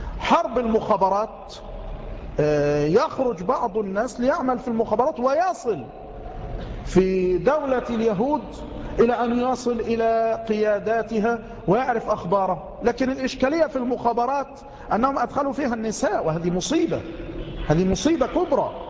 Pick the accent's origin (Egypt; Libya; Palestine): Egypt; بل عندنا في مصر